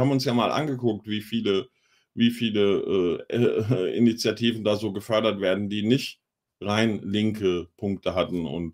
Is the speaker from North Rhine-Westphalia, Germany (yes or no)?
yes; Wuppertal, North Rhine-Westphalia, Germany; born there; Ich bin in Wuppertal geboren, mein Freund.